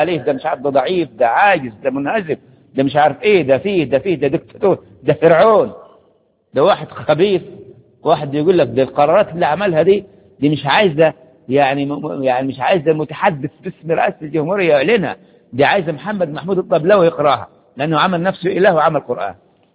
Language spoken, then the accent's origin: Arabic; Egypt; بلادنا بلادنا مصر عشان كيف يصلح حالها